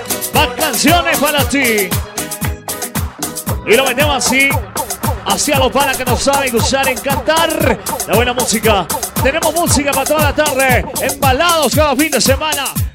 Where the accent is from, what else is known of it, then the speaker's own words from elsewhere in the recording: Ecuador; de Ecuador